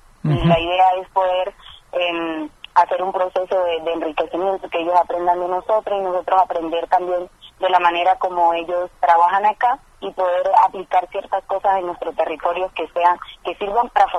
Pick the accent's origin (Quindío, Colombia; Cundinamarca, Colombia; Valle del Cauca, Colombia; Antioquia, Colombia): Valle del Cauca, Colombia; Buenaventura; vengo de Buenaventura.